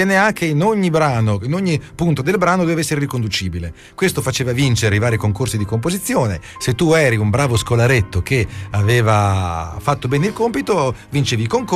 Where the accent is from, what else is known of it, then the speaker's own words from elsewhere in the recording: Pesaro, Marche, Italy; born there; in particolare a Pesaro, che tra l'altro è anche la mia città natale oltre ad essere la città di Rossini.